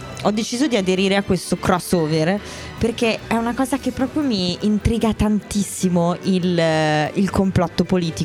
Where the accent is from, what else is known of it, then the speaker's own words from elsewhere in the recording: United States; Adesso io sono americana, mi tolgono il passaporto.